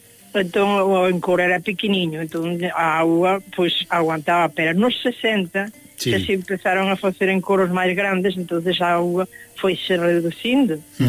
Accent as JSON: {"language": "Galician", "region": "Galicia", "country": "Spain", "tie": "born or raised there", "said": "Entón, por aí ese rincocho, víase Fisterra desde a miña aldea."}